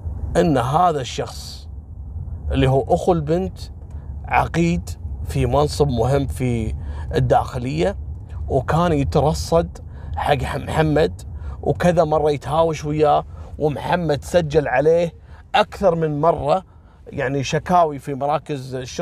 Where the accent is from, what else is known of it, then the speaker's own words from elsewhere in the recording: Kuwait; ترى قبل أسبوعين عندنا في الكويت اللي قتل أخته